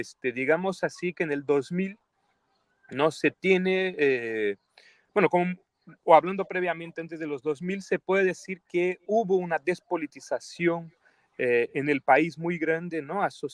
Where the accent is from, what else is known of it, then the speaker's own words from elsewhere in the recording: Brazil; Spanish is a second language; now in Peru; Yo soy brasileño, vivo, ¿no?, desde el 2003, yo he vivido más de 10 años en el Perú, ahora estoy en el Perú desde el 2018, ¿no?